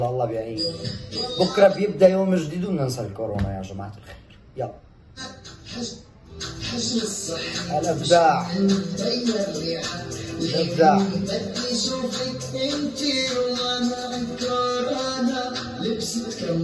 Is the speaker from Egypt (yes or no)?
no; Syria; حابب كمان أشكر أولاد بلدي سوريا الغالي، تحية لسوريا وتحية للبنان اللي بلشت فيها مسيرتي.